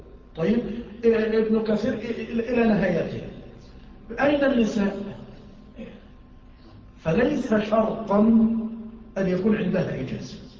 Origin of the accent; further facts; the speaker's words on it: Mansoura, Dakahlia, Egypt; يعني عندنا في المنصورة